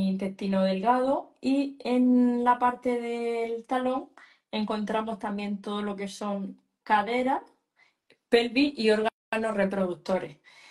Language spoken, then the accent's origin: Spanish; Murcia, Region of Murcia, Spain; Me preguntan por aquí en Murcia. Sí, precisamente soy de Murcia. Mañana viajo a Madrid, 4 días a trabajar, pero soy de Murcia.